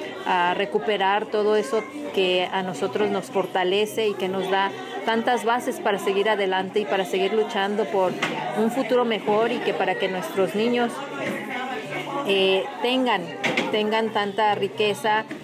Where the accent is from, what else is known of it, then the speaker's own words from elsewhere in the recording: Mexico; que nosotros tenemos como mexicanos tanta riqueza para enseñarles a ellos